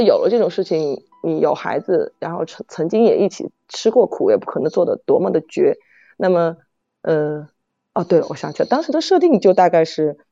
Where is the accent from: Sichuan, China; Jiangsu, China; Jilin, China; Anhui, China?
Sichuan, China; Chengdu; 但实际上我是成都的，我们这儿是府都。